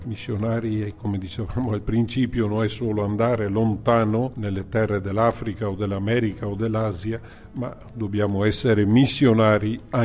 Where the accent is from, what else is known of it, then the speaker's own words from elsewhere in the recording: Veneto, Italy; è una realtà anche nella terra di Padova. Perciò il sacerdote del mio paese, anche lui va avanti con gli anni